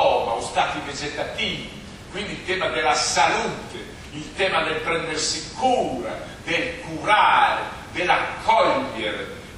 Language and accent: Italian; Emilia-Romagna, Italy; Vedere che la Romagna, la mia terra, che nego che sia la mia terra